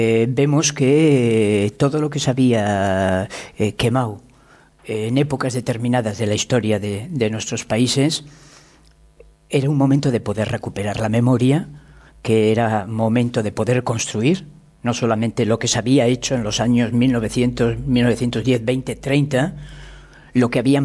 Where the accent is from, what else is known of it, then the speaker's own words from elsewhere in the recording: Catalonia, Spain; Yo soy profundamente español y profundamente catalán y profundamente europeo y profundamente americano